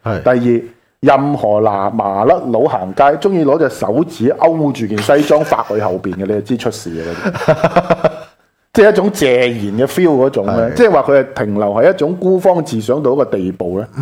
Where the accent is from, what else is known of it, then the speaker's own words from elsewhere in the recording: Hong Kong; 而呢件事，我觉得亦都系令到我哋香港人好多时咧好善忘。